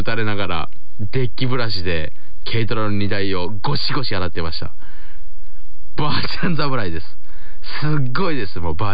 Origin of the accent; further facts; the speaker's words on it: Kochi, Japan; 私のふるさと高知県の西部にあります足摺海洋館がこの度リニューアルオープンいたしまして